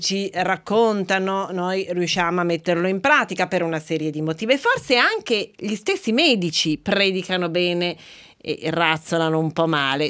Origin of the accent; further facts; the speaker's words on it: Piedmont, Italy; Beh, io da buona piemontese penserei sicuramente a un vino